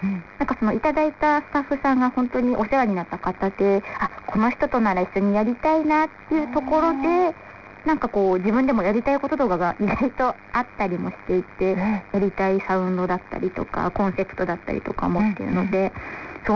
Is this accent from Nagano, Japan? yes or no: yes; Nagano, Japan; moved away; 私長野出身なんですけど、はい、この上京した時のあの都会のイメージっていうんですか、東京の夜がすごい明るいなっていうので、